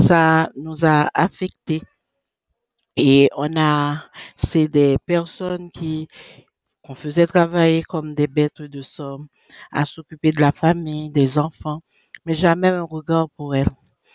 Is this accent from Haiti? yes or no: yes; Haiti; je suis une Haïtienne, je reviens d'Haïti